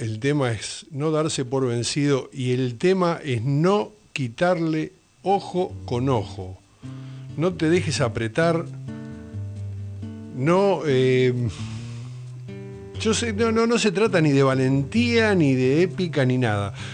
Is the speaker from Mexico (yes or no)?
no; Argentina; esto no es exclusividad ni de nuestra como argentinos